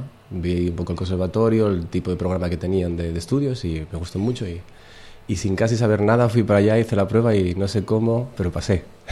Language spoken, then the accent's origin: Spanish; Gijón, Asturias, Spain; born there; En Gijón.